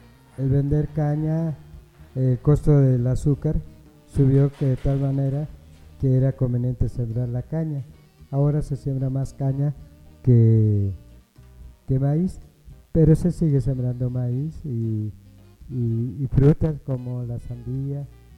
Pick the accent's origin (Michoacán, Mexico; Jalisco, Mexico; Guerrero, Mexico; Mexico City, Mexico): Jalisco, Mexico; En el estado de Jalisco, pues lo que es mi pueblo, se sembraba mucho el maíz